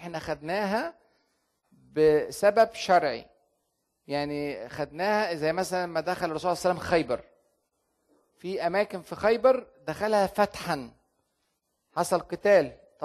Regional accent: Egypt; عشان كده عندنا الأديرة في مصر القديمة

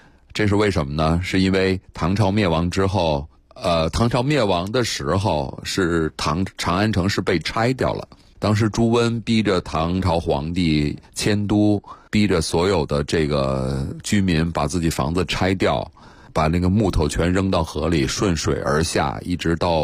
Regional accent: Japan; Chinese is a second language; 我日本人现在有些寺庙依然还在用夯土墙

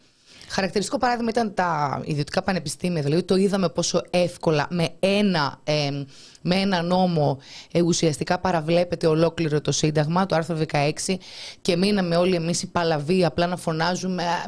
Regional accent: Crete, Greece; Εμείς είμαστε και από την Κρήτη και αυτά τα πράγματα μας φαίνονται απίστευτα να μπορούμε να πατήσουμε στην άμμο.

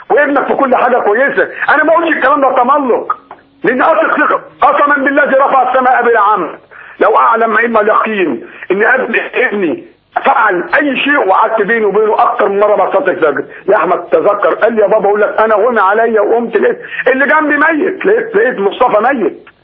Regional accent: Cairo, Cairo Governorate, Egypt; بقول لك انا من القاهره

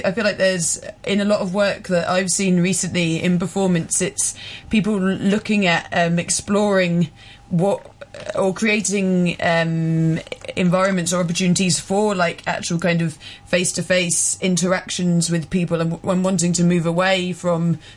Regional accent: England, United Kingdom; now in Scotland, United Kingdom; Yeah, I'm from England, but yeah. But I live in Scotland.

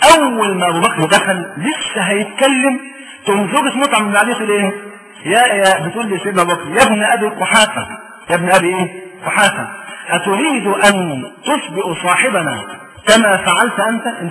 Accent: Egypt; والبيئه هي اللي بتحكم، احنا عندنا في مصر

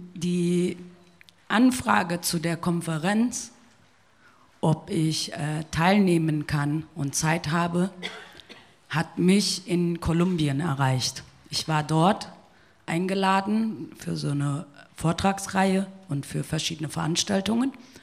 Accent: Siegen, North Rhine-Westphalia, Germany; Ich bin in Deutschland geboren, in Nordrhein-Westfalen, in einer kleinen Stadt namens Siegen, auch 1978. Und ich bin in Deutschland aufgewachsen

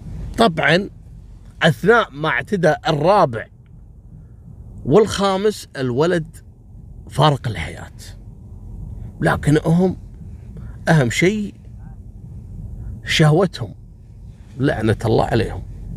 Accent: Kuwait

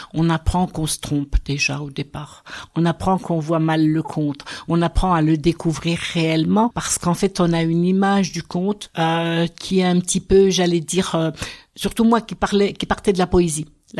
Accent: Golbey, Grand Est, France; j'ai fait toute ma carrière en Alsace, mais je suis originaire de Golbey dans les Vosges, donc je suis revenue il y a 3 ans dans les Vosges

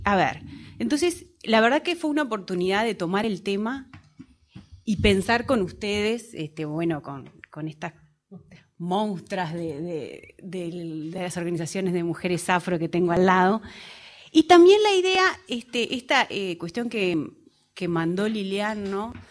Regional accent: Argentina; born there; nací en Argentina, nacional uruguaya.

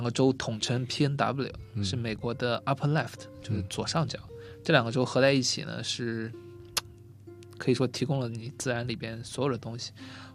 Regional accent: China; 然后阿拉斯加那已经是我们神山了，就跟我们中国人去西藏一样

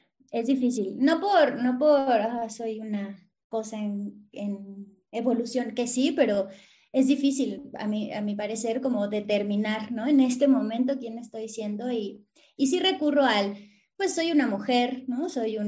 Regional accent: Azcapotzalco, Mexico City, Mexico; Yo soy de la hermana república de Azcapotzalco, no sé si conoces, pero nací en Azcapotzalco y crecí en Azcapotzalco

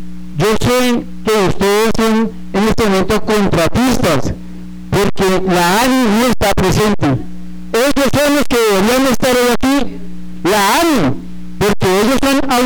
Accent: Flandes, Tolima, Colombia; now in Chía, Colombia; Hombre, nosotros somos humanos, somos de Flandes, pero somos colombianos.

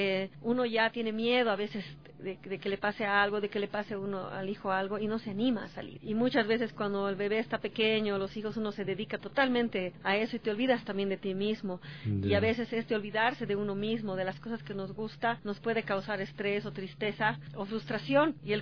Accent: La Paz, Bolivia; Yo soy de La Paz, Bolivia.

